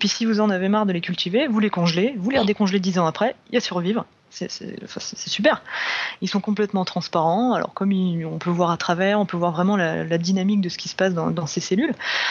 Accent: France; il y a un engouement chez nous en France, quand même, pour ce concours

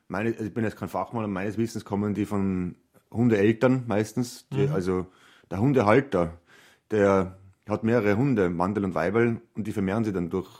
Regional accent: Trentino-Alto Adige, Italy; obwohl ich ein einfacher Mensch aus den Bergen bin, aus den Südtiroler Bergen, sehr stolz darauf, kam aus einfachen Verhältnissen

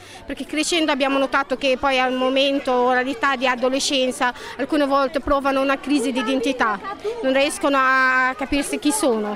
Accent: Egypt; now in Italy; sono egiziana, sono qua in Italia da 10 anni

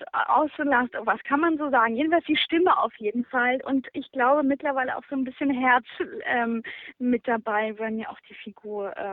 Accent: Essen, North Rhine-Westphalia, Germany; Groß geworden in Essen, dann wie alle anderen auch zur Schule gegangen

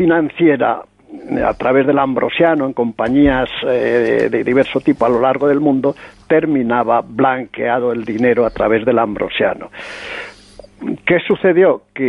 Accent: Ávila, Castile and León, Spain; now in Madrid, Spain; porque yo soy de Ávila, de la diócesis de Ávila, y al o los obispos de Madrid, porque estoy en Madrid.

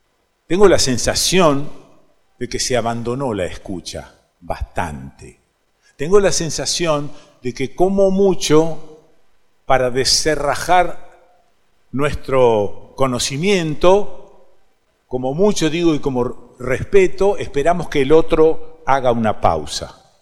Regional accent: Rosario, Santa Fe, Argentina; Bueno, sí, nací en Rosario, viví en esa ciudad.

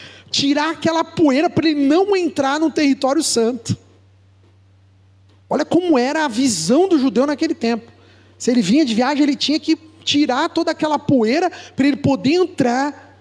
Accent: São Paulo, Brazil; a gente é paulista, mas a gente se convive bem com os mineiros, com os baianos, com os sulistas, né?

